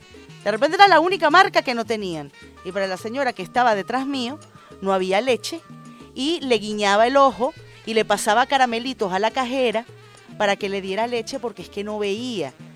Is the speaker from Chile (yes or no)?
no; Venezuela; nosotros como venezolanos y venezolanas